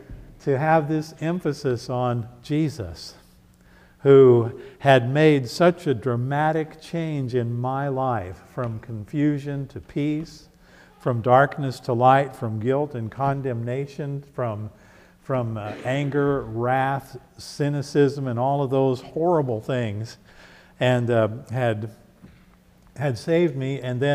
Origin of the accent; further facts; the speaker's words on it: United States; I, like everyone else, of course, most of us here, I grew up in the United States, and we celebrated Christmas as I was a child growing up